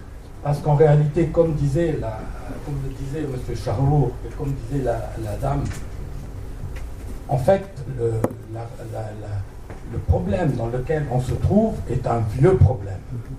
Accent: Egypt; Je suis un Suisse beurre puisque je suis arrivé en Égypte en 1948. J'ai été éduqué en Égypte.

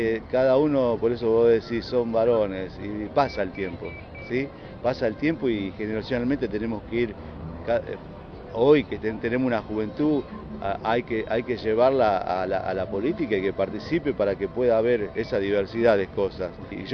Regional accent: Santa Cruz, Argentina; born there; soy nacido en Santa Cruz, aparte, y conozco las obras desde allá.

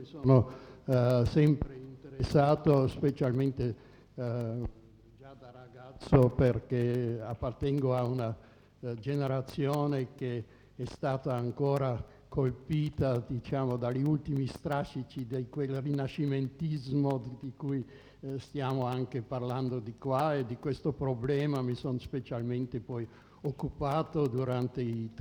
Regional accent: Austria; sono austriaco

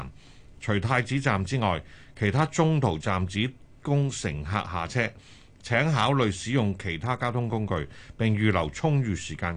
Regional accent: Guangdong, China; 咁同埋呢就係我哋廣東人食海鮮食魚呢就係以清蒸為上㗎喎。

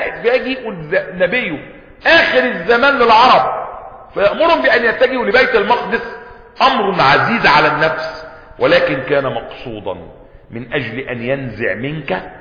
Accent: Egypt; born there; خلقت في مصر ولم أخلق في مكة،

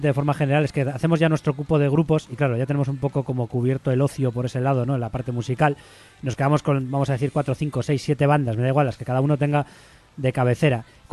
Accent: Zamora, Castile and León, Spain; eso lo he vivido yo también, ahí en mi pueblo de Zamora.

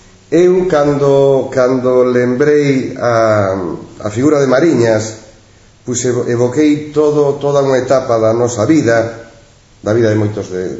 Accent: Galicia, Spain; Celebro como galego comprometido co seu país

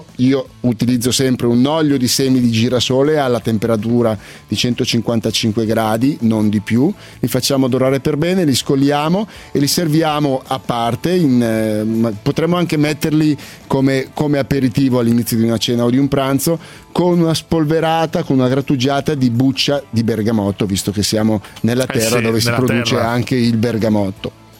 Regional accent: Milan, Lombardy, Italy; da buon milanese mi sono avvicinato piano piano

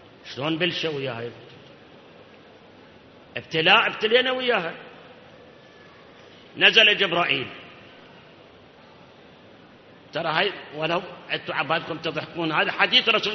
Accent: Iraq; أكو مثل عندنا بالعراق

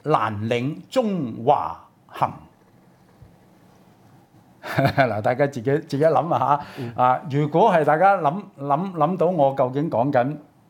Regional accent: Hong Kong; 喂，而家我哋香港人點樣同大陸打交道？

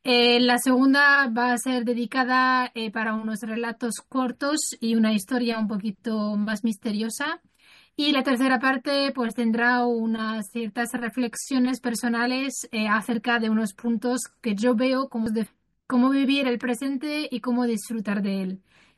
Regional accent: Morocco; Spanish is a second language; now in Spain; Soy marroquí de nacionalidad y estoy ubicada en España

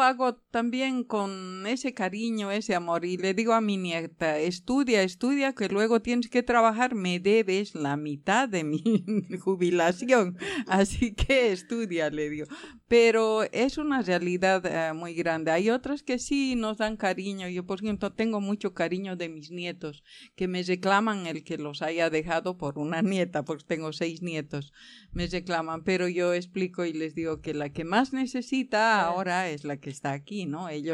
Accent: Bolivia; moved away as an adult; dejé todo, todo allí donde estaba, que soy de Bolivia.

